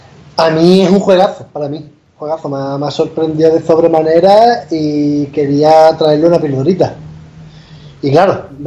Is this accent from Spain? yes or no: yes; Castile, Spain; porque yo soy un tío castellano